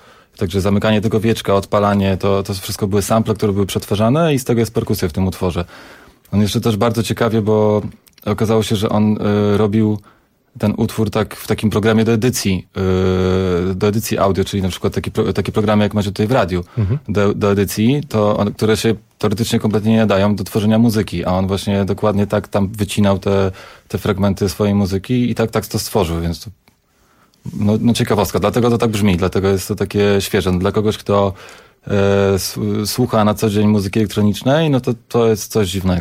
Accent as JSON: {"language": "Polish", "town": "Radom", "region": "Masovian Voivodeship", "country": "Poland", "moved": "yes", "said": "że to jest aż niewiarygodne, że my się nie poznaliśmy w tym Radomiu. Ale widocznie ja za wcześnie wyjechałem, a z Radomia"}